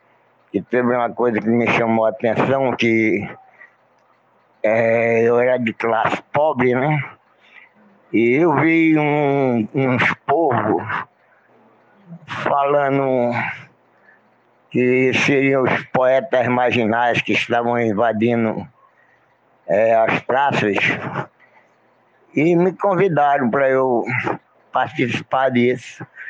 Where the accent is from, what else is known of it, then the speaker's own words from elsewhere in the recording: Serra Talhada, Pernambuco, Brazil; now in Recife, Brazil; eu quando vim de Serra Talhada, meu pai me levou para conhecer